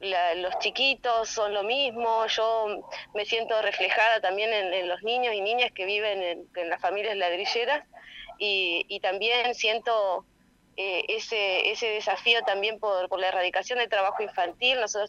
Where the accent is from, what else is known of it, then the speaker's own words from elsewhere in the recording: Santa Elena, Entre Ríos, Argentina; Yo soy de Santa Elena, Entre Ríos, en el norte entrerriano, y mis bisabuelos desde 1905 se plantaron acá a hacer ladrillos, 5 generaciones, yo soy la quinta